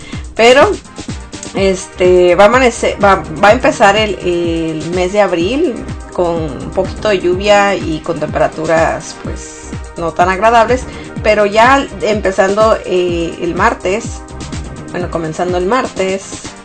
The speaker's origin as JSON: {"language": "Spanish", "region": "Sonora", "country": "Mexico", "said": "La verdad es que en Sonora, o sea, de donde yo soy, hace mucho calor."}